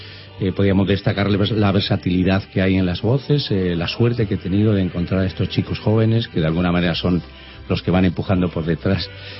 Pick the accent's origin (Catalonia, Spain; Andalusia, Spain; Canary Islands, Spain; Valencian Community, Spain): Valencian Community, Spain; tanto Néstor Martorell como yo somos valencianos